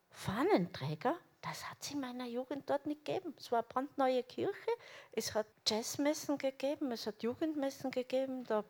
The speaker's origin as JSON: {"language": "German", "town": "Innsbruck", "region": "Tyrol", "country": "Austria", "tie": "born or raised there", "said": "Innsbruck, ich bin in der Reichenau aufgewachsen, neuer Stadtteil."}